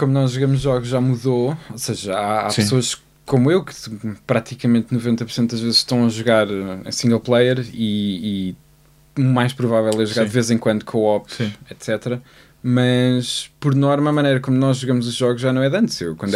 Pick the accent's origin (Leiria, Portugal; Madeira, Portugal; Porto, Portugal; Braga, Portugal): Leiria, Portugal; now in Lisbon, Portugal; mas eu venho de Liria. E agora moro cá em Lisboa, mas a questão é que muitos dos meus amigos com quem eu cresci a jogar jogos estão lá, não estão cá.